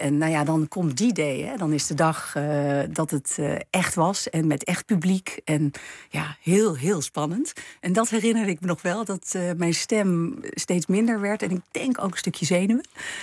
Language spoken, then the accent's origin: Dutch; Amsterdam, North Holland, Netherlands; born there; accent: Gooise R; Uiteindelijk, ik ben geboren in Amsterdam. Dus ik heb zeker, misschien wel een beetje de Gooise R.